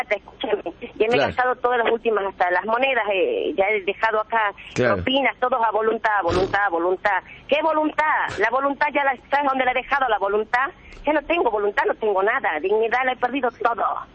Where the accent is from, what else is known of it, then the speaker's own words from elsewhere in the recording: Tartagal, Salta, Argentina; A Salta, soy de Tartagal.